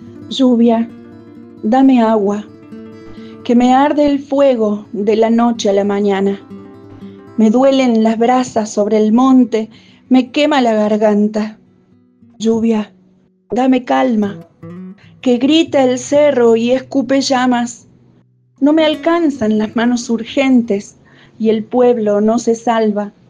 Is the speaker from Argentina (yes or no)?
yes; Río Cuarto, Córdoba, Argentina; soy de Río Cuarto, poeta y escritora.